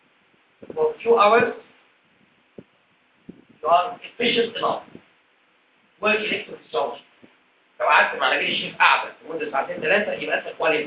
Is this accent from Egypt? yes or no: yes; Egypt; دي حاجة موجودة بره بس مش موجودة عندنا في مصر